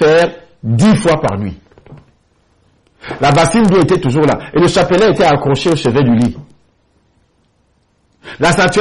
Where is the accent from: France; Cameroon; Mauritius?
Cameroon; Akonan, Centre; Parce que je suis d'Akonan, pour ceux qui connaissent le Cameroun.